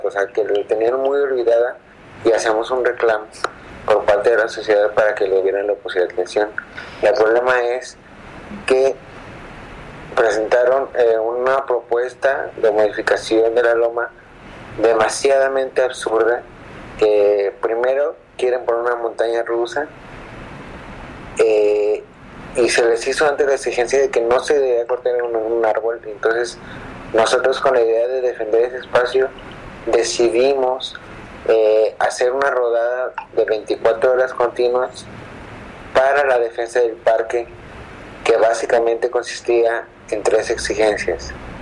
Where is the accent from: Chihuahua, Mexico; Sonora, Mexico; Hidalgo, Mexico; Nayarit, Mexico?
Nayarit, Mexico; Tepic; Soy de Tepí